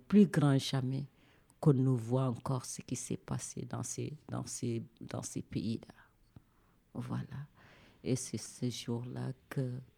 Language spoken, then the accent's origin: French; Mauritania; Quoi qu'il puisse arriver, je suis une Mauritanienne, je devais rester jusqu'au le jour qu'on me dira que je ne suis plus Mauritanienne.